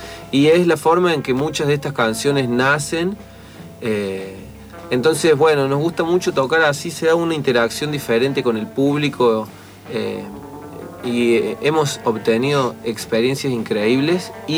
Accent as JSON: {"language": "Spanish", "town": "Río Tercero", "region": "Córdoba", "country": "Argentina", "lives_now": "Córdoba, Argentina", "said": "somos de Río Tercero, que es una ciudad del interior de Córdoba que es muy chiquita, que tiene muy poco movimiento cultural y artístico"}